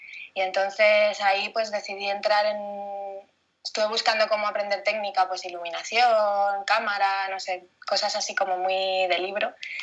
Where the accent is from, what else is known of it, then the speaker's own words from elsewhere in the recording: Madrid, Community of Madrid, Spain; also born or lived in France; desde pequeña estaba en Madrid. Yo nací en Francia, pero yo estaba en Madrid desde los, no sé, 8 años, una cosa así. No, un poco antes, yo creo, incluso. Sí, de Madrid.